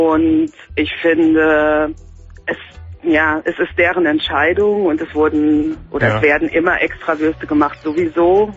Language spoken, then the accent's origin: German; Germany; now in England; ich sage, ich komme aus Deutschland